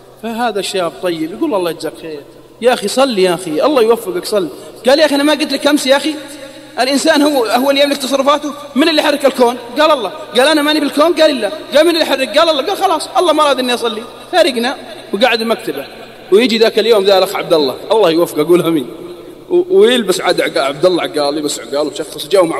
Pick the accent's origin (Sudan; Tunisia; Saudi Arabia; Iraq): Saudi Arabia; حتى عندنا في السعودية